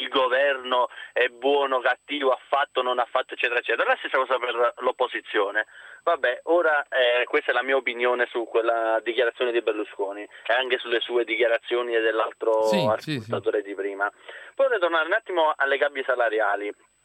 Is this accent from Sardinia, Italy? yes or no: no; Naples, Campania, Italy; now in Brescia, Italy; Io sono abito a Brescia, ma sono napoletano.